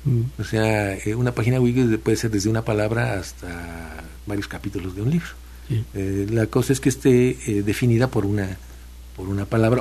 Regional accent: Tlapacoyan, Veracruz, Mexico; Yo vengo de un pueblo de Tlapacoyan, aquí un poco al norte de Jalapa, y llego allá a hablar con mis amigos y encuentro que hablan con palabras que yo conocía de niño y que yo dejé de usar.

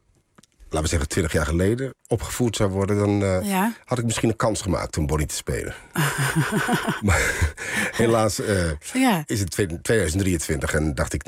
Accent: Netherlands; ik ben tussen twee culturen opgevoed in de Hollandse cultuur. En, dus ik ben eigenlijk als een Hollandse jongen opgevoed, wetende dat mijn vader uit Suriname kwam en ik natuurlijk Surinaamse familie heb gezien in mijn jeugd heel veel.

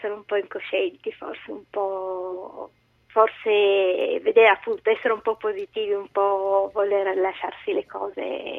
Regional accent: Turin, Piedmont, Italy; moved away; also born or lived in Milan; Sono di Torino

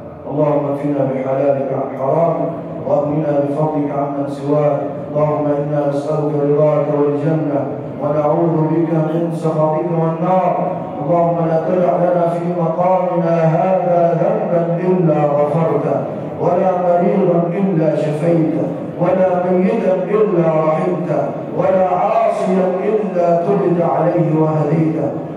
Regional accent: Egypt; واجعل بلدنا مصر راحة للامن والامان

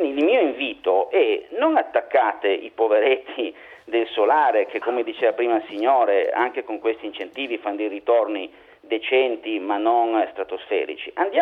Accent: Turin, Piedmont, Italy; born there; io sono ingegnere, sono nato a Torino, tendo a essere pignolo

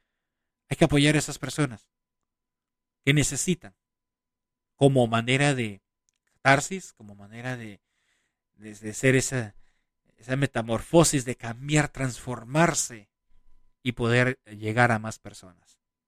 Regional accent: Peru; Caras vemos, corazones no sabemos, decimos en mi país. Un fuerte abrazo a mi querida gente del Perú

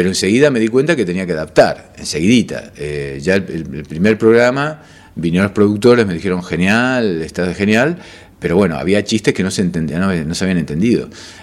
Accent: Rosario, Santa Fe, Argentina; now in Buenos Aires, Argentina; Yo vine desde Rosario, debo decir eso, yo soy rosarino, llegué a Buenos Aires. En Buenos Aires me metí en Palermo, básicamente en la Placita Serrano

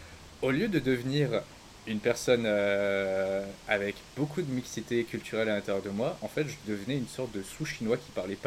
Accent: France; also born or lived in Cambodia; moi je suis français, cambodgien, avec des origines asiatiques et un mélange culturel de plein de nationalités

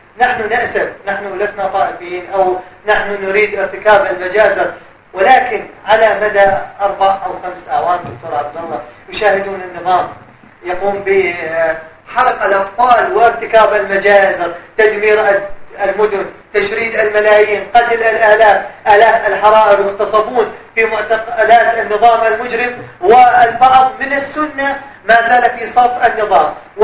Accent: Syria; نحن من أبناء سوريا

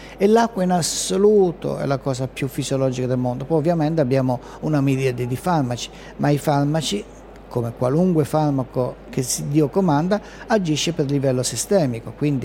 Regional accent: Bologna, Emilia-Romagna, Italy; io vengo da Bologna

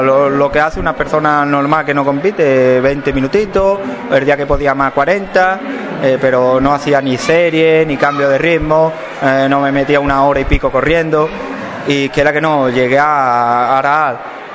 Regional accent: Spain; tuve que volver a España y corrí la de mi pueblo, que yo soy, como bien ha dicho, de Aral

